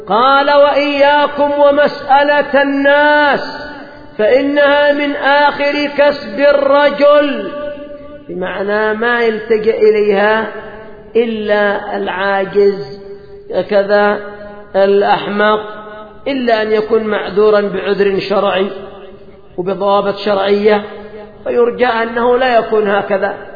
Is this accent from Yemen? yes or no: yes; Yemen; عندنا في اليمن القبيلة أيضا، القبيلة لها دور